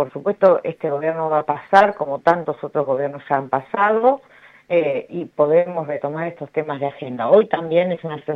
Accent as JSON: {"language": "Spanish", "town": "San Clemente del Tuyú", "region": "Buenos Aires Province", "country": "Argentina", "tie": "born there", "said": "nací en San Clemente del Tuyú, vengo de una familia de clase media baja, más baja que media, como digo siempre."}